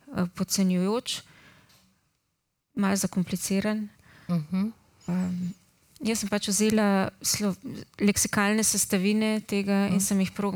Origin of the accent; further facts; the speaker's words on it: Ljubljana, Central Slovenia, Slovenia; accent: Ljubljana dialect; Mislim, se mi je zdelo, da ostanemo pri nekak zborni slovenščini, pri pač mojem ljubljanskem narečju, ki mi je najbližje.